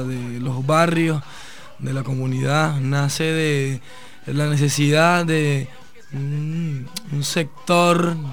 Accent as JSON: {"language": "Spanish", "region": "Yaracuy", "country": "Venezuela", "said": "venimos del centro occidente de Yaracuy, de Venezuela, perdón, que es el estado de Yaracuy, el centro occidente del país"}